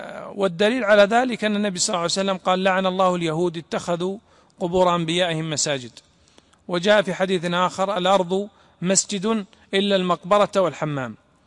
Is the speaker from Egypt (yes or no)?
no; Najd, Saudi Arabia; فمثلا عندنا في نجد كانوا ويضعون أحسن ما تجبر به الأيدي